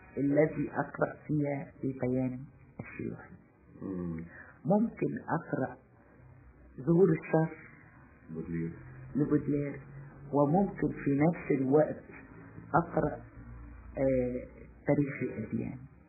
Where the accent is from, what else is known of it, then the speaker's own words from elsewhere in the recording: Damietta, Damietta Governorate, Egypt; born there; also born or lived in Mansoura / Assiut; انا مولوده في دمياط ولكن ابي عمل في المنصوره فتره وعمل في اسيوط فتره.